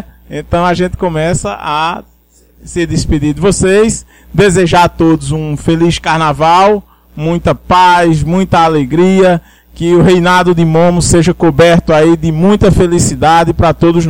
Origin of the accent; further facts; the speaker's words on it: Triunfo, Pernambuco, Brazil; Triunfo, uma cidade do sertão onde eu brinquei minha infância e um pouco de minha adolescência toda